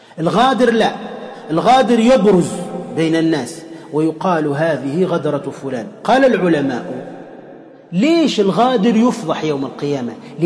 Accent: Tunisia; أضرب لكم مثال عندنا في تونس أيضا

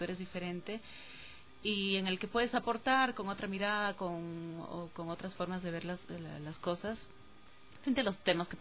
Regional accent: Peru; mi acento no se nota mucho, no sé, mi físico tampoco. Entonces no se dan de cuenta de buenas a primeras que yo soy de Perú.

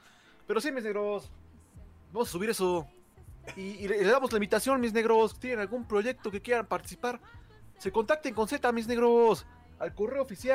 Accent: Venezuela; Siento feo porque soy de Venezuela

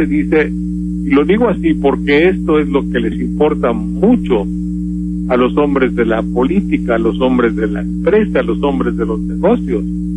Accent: Mexico; a nosotros nos lastima y nos hiere como mexicanos

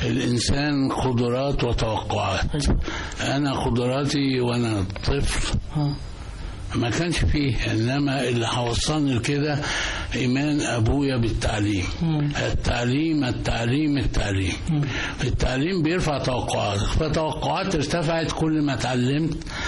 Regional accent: Egypt; moved away as an adult; now in United States; أنا سافرت من مصر معي $5، وقتها تطلع من رايح أمريكا ما كان ممنوع تخرج بأي عملة أجنبية، وطلع من القاهرة فقيرا بجميع المعايير

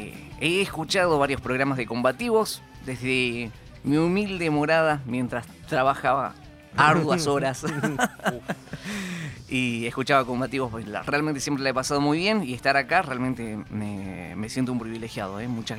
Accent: Salta, Argentina; Yo soy salteño, nací en la ciudad de Salta.

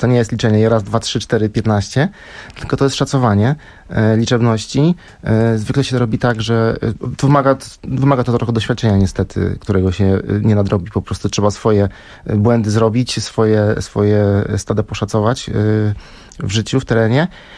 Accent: Lower Silesian Voivodeship, Poland; w gronie jeszcze wtedy dolnośląskich ornitologów, gdzie się przez wiele lat mieszkałem, ten mój rodzinny region

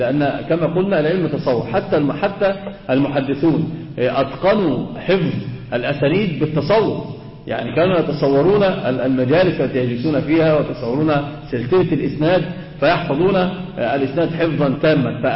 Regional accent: Egypt; اللي هو كما يقولون كده عندنا في مصر الشيء لزوم الشيء

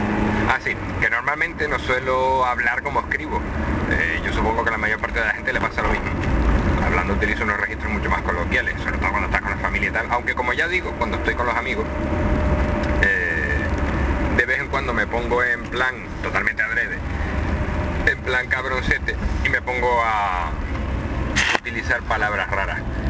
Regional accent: Canary Islands, Spain; accent: Canarian; Evidentemente tengo acento canario. A más de uno le costará seguir según qué palabras cuando la diga, sobre todo palabras que tengan Z. Y sobre todo por la costumbre que tenemos los canarios de arrastrar las S, más en Gran Canaria incluso, y de aspirar las H.

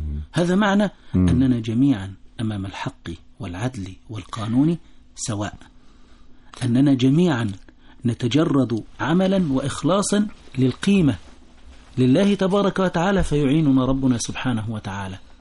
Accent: Egypt; لها مردود أنها وفرت لي كمصري شيء مما أستحقه في هذه الحياة

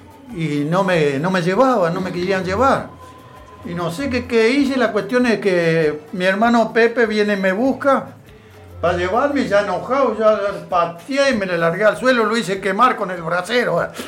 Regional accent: Algarrobito, Entre Ríos, Argentina; born there; yo nací en Entre Ríos, en Algarrobito, departamento Nogoyá.

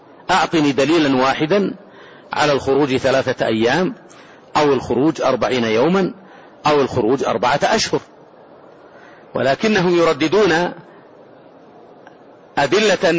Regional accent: Saudi Arabia; هذه البلاد، بلادنا المملكة العربية السعودية

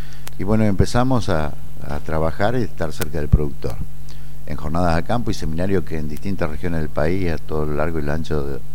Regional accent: Entre Ríos, Argentina; yo soy productor ganadero de Entre Ríos. Mi campo está en el sureste, suroeste de la provincia de Paraná, 60 kilómetros al sur, en la localidad de Ramírez. Y bueno, de vieja raigambre ganadera.

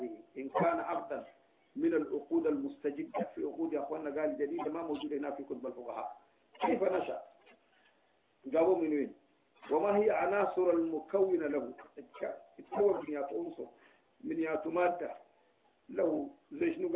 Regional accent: Sudan; moved away; اللي انا شلتها معايا من السودان مشيت اوروبا

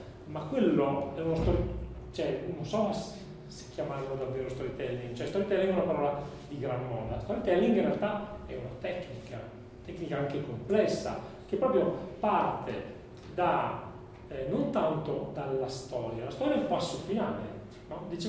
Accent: Trento, Trentino-Alto Adige, Italy; io sono di Trento, io sono andato a vedere il castello del Buon Consiglio alle elementari

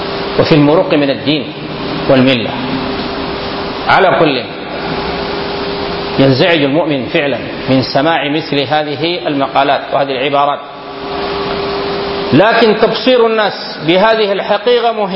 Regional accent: Sudan; فالقوم أثروا في كثير من الناس هنا في بلدنا السودان.

